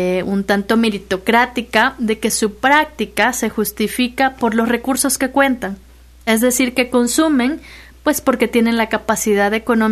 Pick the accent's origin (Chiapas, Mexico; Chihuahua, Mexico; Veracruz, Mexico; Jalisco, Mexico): Veracruz, Mexico; Minatitlán; Yo soy de Minatitlán, entonces una parte que justifica, pues, el estudio es también la preocupación del estado del medio ambiente.